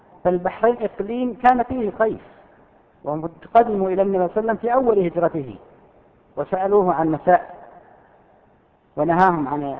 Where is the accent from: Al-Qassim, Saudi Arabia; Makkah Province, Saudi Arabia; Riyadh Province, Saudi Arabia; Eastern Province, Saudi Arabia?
Al-Qassim, Saudi Arabia